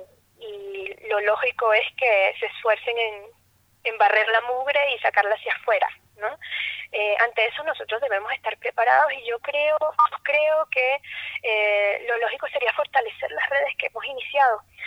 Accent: Venezuela; nosotros como venezolanas tenemos una experiencia súper dura con respecto a la política

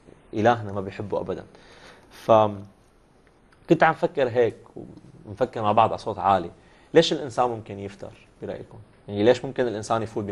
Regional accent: Syria; اليوم كمان كسورية الوضع اللي عم نمرق فيه

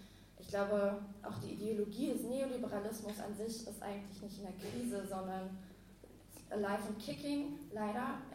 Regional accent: Berlin, Germany; Also ich komme auch aus Berlin

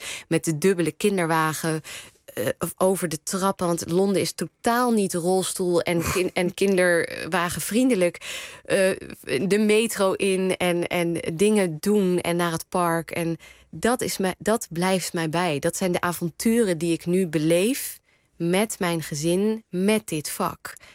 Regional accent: Netherlands; Ik ben met familie om me heen, Iraans familie in Nederland, opgegroeid.

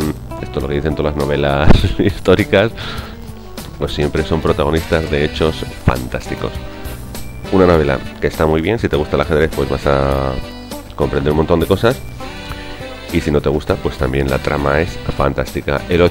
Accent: Huesca, Aragon, Spain; yo soy de Huesca y precisamente estamos pues frontera con frontera. Puedes ir a tomarte un café de donde yo nací, donde yo me crié

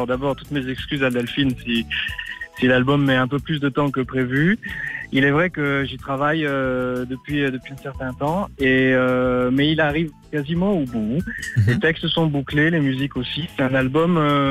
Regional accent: Bastia, Corsica, France; Bastia, chez moi en Corse.

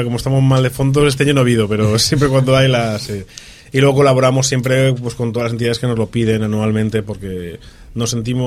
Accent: Spain; tú y yo somos españoles

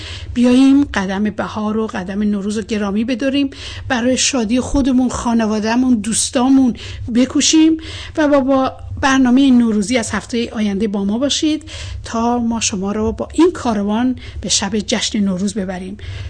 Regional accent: Iran; ما میخواییم به عنوان یک ایرانی در کنار مشکلات هموطنان خودمون باشیم.

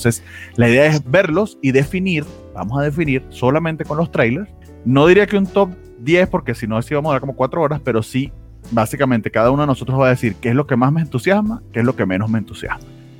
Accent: Venezuela; now in Mexico; yo que vengo de Venezuela y por algo estoy aquí en México

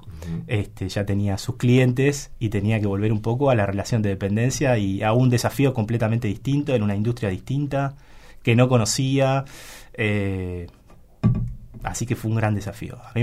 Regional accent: Argentina; que soy argentino, que otro uruguayo, ¿no?

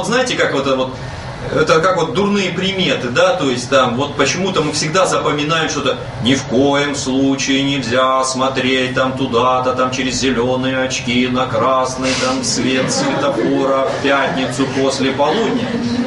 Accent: Muromtsevo, Russia

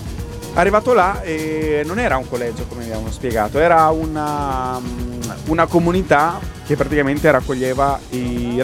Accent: Bolzano, Trentino-Alto Adige, Italy; noi siamo di Bolzano

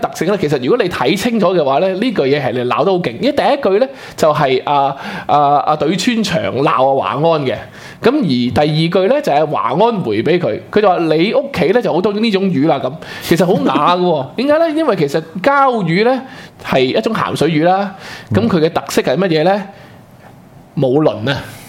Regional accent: Guangdong, China; 即係我哋廣東人咧，就係即係叫做一倉二芒三就馬膠囊

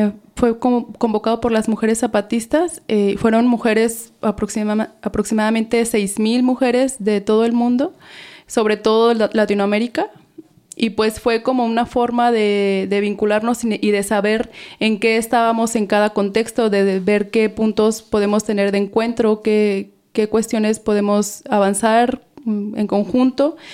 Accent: Mexico; yo soy mexicana y voy a hablar un poco como la experiencia

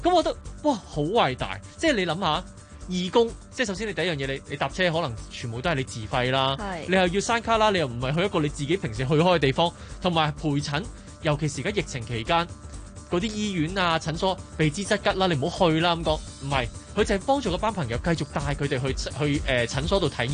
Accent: Hong Kong

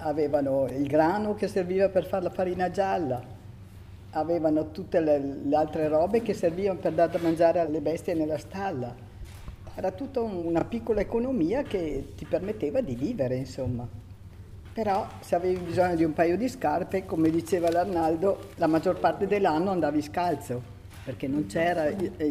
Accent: Ceniga, Trentino-Alto Adige, Italy; now in Dro, Italy; sono da Ceniga nativa, però abito qui a Dro.

